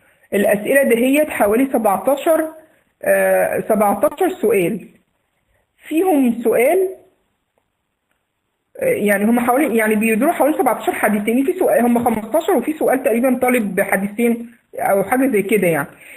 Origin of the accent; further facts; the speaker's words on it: Egypt; accent: Egyptian; مش عارفة أنا لهجتي مفهومة ولا لأ لغير المصريين.